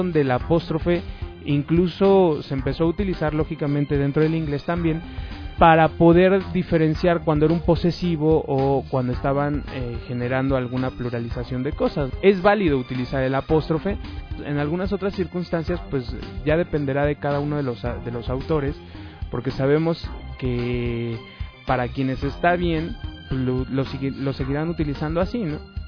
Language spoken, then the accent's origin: Spanish; Mexico; yo como soy mexicano no estoy muy acostumbrado a decir DVD.